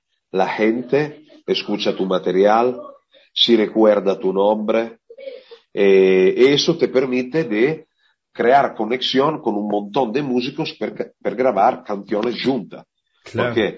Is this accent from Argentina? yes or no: no; Italy; Spanish is a second language; que soy músico de Italia